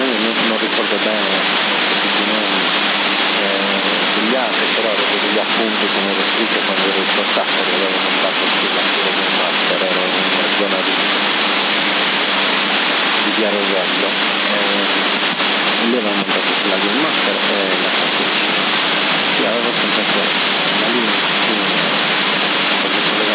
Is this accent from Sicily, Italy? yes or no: no; Assemini, Sardinia, Italy; io sono di Assemini originario